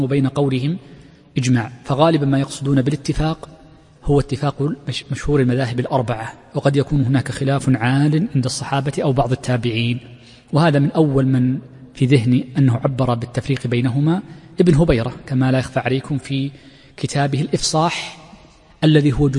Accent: Saudi Arabia; وفي لهجتنا الدارجة عند كثير من مناطق في المملكة يكسرون الهمز، وهي لغة عربية فصيحة.

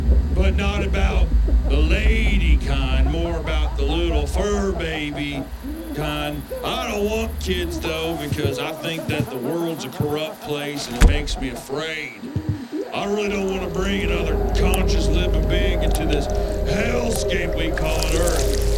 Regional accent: the South, United States; I'm from the South.

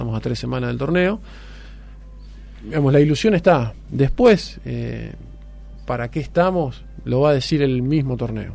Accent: Río Tala, Buenos Aires Province, Argentina; yo me crié en Río Tala.

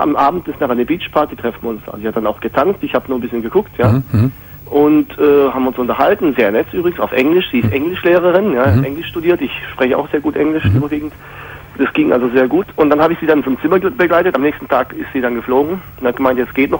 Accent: Hungary; Also ich komme aus Ungarn.

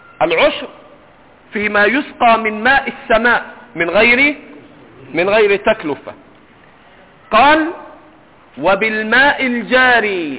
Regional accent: Egypt; عندنا في مصر ما بيشتروش مية في الغالب، بيجيبوش تريلات.

